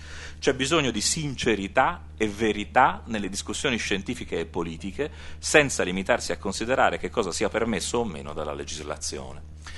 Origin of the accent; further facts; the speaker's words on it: Florence, Tuscany, Italy; E devo dire che da questo punto di vista, da fiorentino, registro che domani al Teatro dell'Opera, Teatro dell'Opera di Firenze